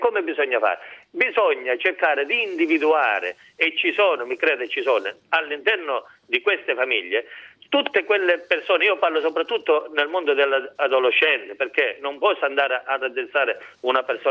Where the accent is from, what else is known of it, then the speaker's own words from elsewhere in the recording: Isola di Capo Rizzuto, Calabria, Italy; almeno parlo perché io sono di Isola, non è solo mafia.